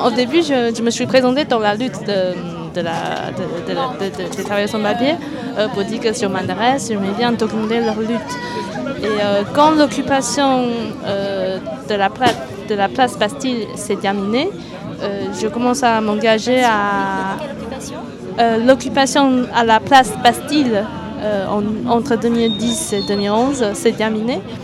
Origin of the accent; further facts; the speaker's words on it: Taiwan; French is a second language; c'est bien sûr parce que je viens de Taïwan et je parle la langue